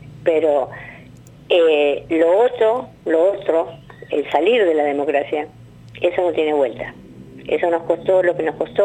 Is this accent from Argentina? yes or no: yes; La Plata, Buenos Aires Province, Argentina; yo soy una víctima también del terrorismo de Estado en otro lugar, que yo soy de La Plata, uh-huh. Hace 29 años que vivo acá